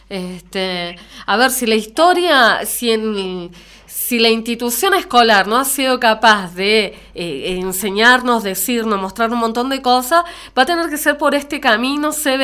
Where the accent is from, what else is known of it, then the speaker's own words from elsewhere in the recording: Chile; now in Argentina; yo soy de Chile, ¿no? Yo soy chilena y era chica cuando fue el juicio